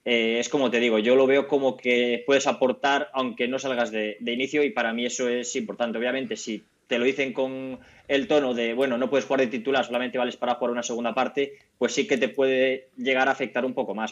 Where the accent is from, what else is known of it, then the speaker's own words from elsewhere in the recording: Cabezón de la Sal, Cantabria, Spain; estoy allí en mi pueblo, en Cabezón de la Sal, estoy allí censado